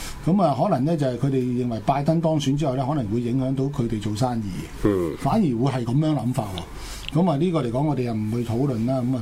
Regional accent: China; 我哋中國人咧就發誓

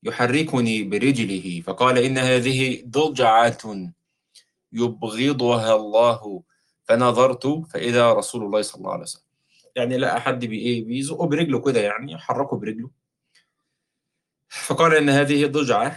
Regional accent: Egypt; زي ما يسموه بقى عندنا في مصر، بنسميه شال يعني.

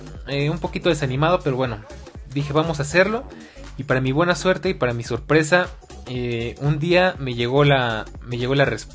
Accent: Mexico City, Mexico; Soy oriundo de la Ciudad de México, oriundo qué palabra tan rara. Vivo en la Ciudad de México, más fácil.

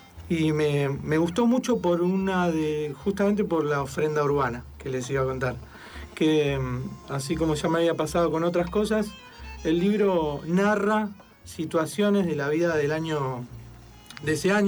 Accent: Buenos Aires, Argentina; yo soy absolutamente porteño. De los 12 años fui a un colegio en el centro, solo me tomaba el subte. Siempre me gustó la ciudad

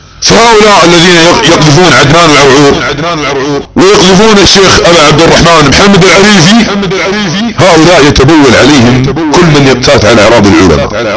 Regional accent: Saudi Arabia; وانا سعودي، وانت سعودي

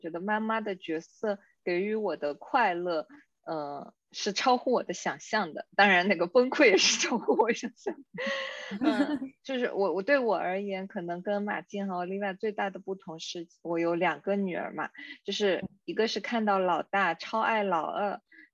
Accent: South China, China; 忽略我的普通话的前后鼻音，作为南方人，这个真的是一个很大的坑哈

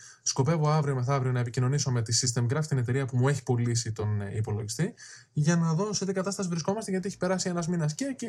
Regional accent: Western Greece, Greece; Πήγα για τρεις εβδομάδες στο χωριό μου κοντά στην Άφπακτο.

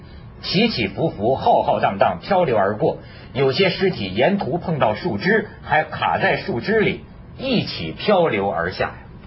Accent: China; 说实在的，我觉得作为大陆人，我现在挺喜欢的。我们大陆还活得比较野放的

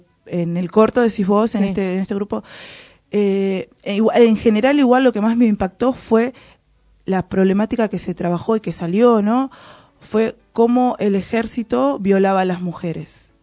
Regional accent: Argentina; también no soy de Guatemala, pero en Argentina también hay mucha estructura machista

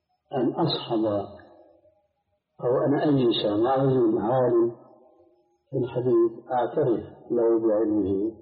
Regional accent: Syria; عندنا في الشام

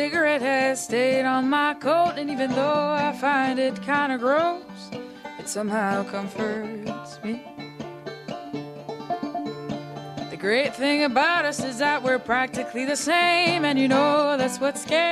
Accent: Rogersville, New Brunswick, Canada; je viens de l'Acadie, tu sais, on parle de Chiac. Chez nous, bon, de Moncton, tu sais, c'est comme, il y a vraiment un accent qui est super franglais, comparativement à, mettons, Rogersville, d'où je viens.

